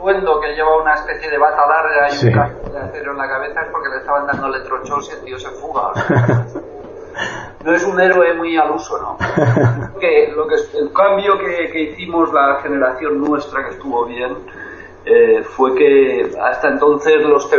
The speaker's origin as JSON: {"language": "Spanish", "town": "Lleida", "region": "Catalonia", "country": "Spain", "tie": "born or raised there", "said": "yo soy de Lérida, que es una ciudad al norte de Cataluña, que es una ciudad interior, y eso, y crecí allí en plena época del franquismo y todo eso. Y la verdad es que era un sitio bastante gris, que no pasaba mucho"}